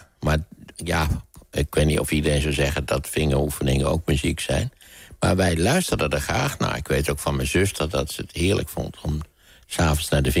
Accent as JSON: {"language": "Dutch", "country": "Netherlands", "tie": "born there", "said": "Ten eerste ben ik in Nederland geboren, weliswaar midden in de Tweede Wereldoorlog."}